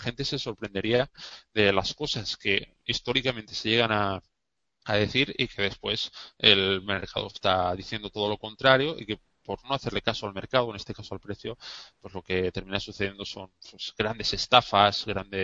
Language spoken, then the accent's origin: Spanish; Valencia, Valencian Community, Spain; yo soy de Valencia